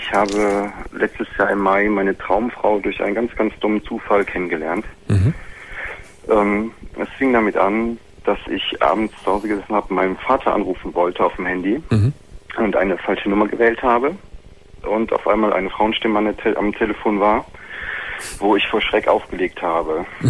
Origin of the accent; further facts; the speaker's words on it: Rhineland-Palatinate, Germany; ich komme aus dem Westerwald.